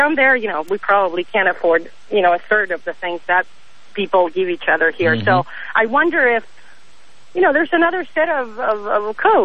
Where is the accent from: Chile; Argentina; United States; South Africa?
Argentina; Argentina.